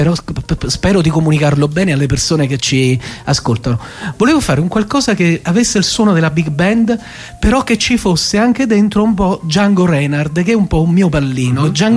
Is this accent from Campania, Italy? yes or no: yes; Naples, Campania, Italy; io vengo da Napoli, forse tu non hai capito, io sono internazionale.